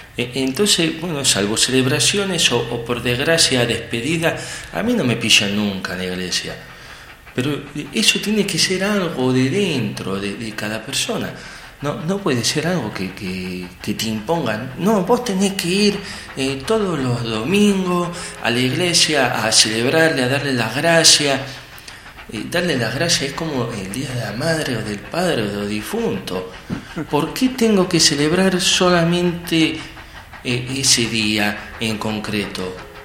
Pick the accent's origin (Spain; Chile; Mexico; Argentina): Argentina; yo como buen argentino, aparte de apasionarme el tango y el fútbol, también soy religioso.